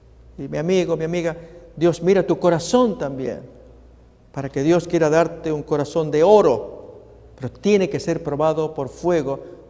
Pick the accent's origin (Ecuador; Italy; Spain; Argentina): Argentina; Y finalmente lo revelaron allí en los medios en mi país, Argentina.